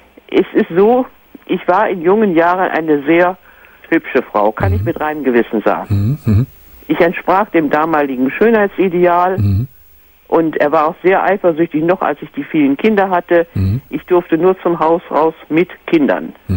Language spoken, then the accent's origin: German; Northern Germany, Germany; aber ich bin eine Norddeutsche und die Norddeutschen, die sind ja ein bisschen schwer mit dem Du.